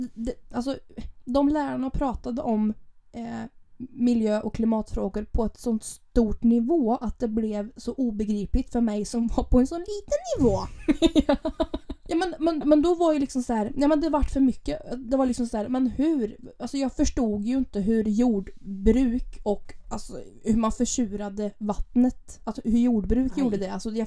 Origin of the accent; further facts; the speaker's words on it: Sweden; du är norsk och jag är svensk.